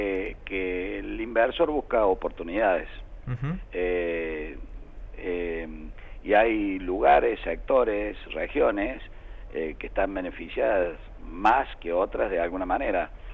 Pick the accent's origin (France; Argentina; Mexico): Argentina; Córdoba; Yo hablo porque soy cordobés